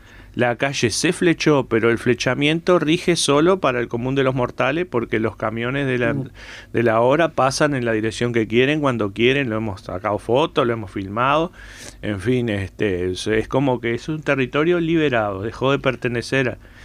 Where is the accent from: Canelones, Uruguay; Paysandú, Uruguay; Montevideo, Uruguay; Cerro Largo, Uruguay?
Canelones, Uruguay; Las Piedras; Vengo de Las Piedras, pero de la zona donde es territorio ocupado por UPM, por el ferrocarril para UPM.